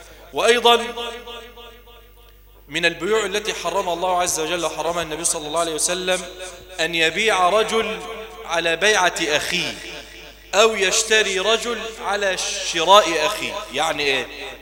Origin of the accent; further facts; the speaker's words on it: Egypt; ونسأل الله أن يجعل بلدنا مصر واحة للأمن والأمان